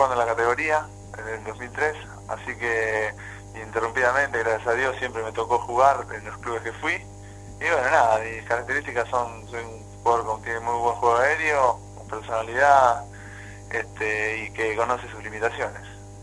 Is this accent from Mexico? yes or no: no; Chivilcoy, Buenos Aires Province, Argentina; born there; Yo soy de Chivicoy nacido, y bueno, acá Jauri lo tengo a menos de una hora, así que me vine para jugar acá a Flandria